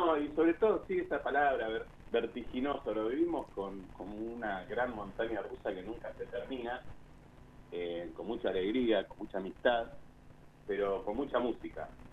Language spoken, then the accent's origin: Spanish; Buenos Aires, Argentina; Y nosotros, como porteños, sentíamos que éramos más rockeros, más punk que los punk